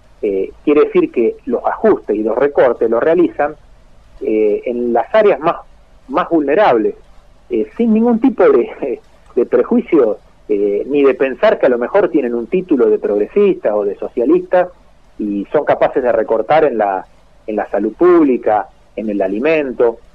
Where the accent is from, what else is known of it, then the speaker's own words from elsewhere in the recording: Carcarañá, Santa Fe, Argentina; nos pasan a los carcaranienses, que en este caso también somos santafesinos